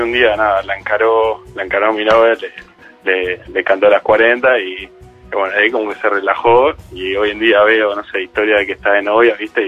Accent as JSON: {"language": "Spanish", "region": "Buenos Aires", "country": "Argentina", "tie": "born or raised there", "said": "No, desde que nací, colegiales, nada de Palermo, colegiales."}